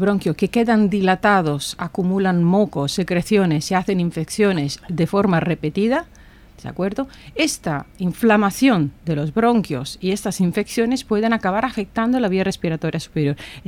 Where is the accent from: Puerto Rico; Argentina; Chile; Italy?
Italy; Campania; Spanish is a second language; also born or lived in Tuscany; yo soy italiana, me estudié cerca de mi ciudad, estudié en Nápoles, luego me fui a especializar en la Toscana, en Pisa